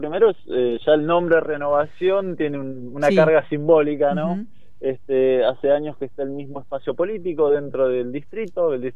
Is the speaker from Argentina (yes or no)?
yes; General Alvarado, Buenos Aires Province, Argentina; yo voy de candidato a presidente, soy de General Alvarado